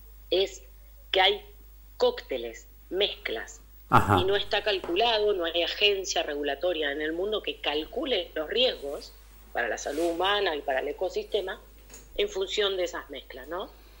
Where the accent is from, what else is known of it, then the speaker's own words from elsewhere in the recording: Pergamino, Buenos Aires Province, Argentina; Soy de Pergamino, mirá, nací de criada en Pergamino